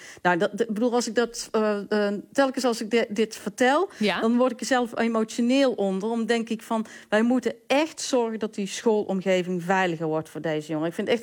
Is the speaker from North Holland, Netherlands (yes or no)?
no; Valkenswaard, North Brabant, Netherlands; Ik kom zelf uit Valkenswaard.